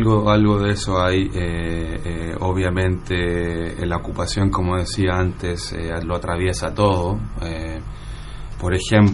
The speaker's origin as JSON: {"language": "Spanish", "country": "Chile", "tie": "born or raised there", "said": "Yo crecí en dictadura militar en Chile."}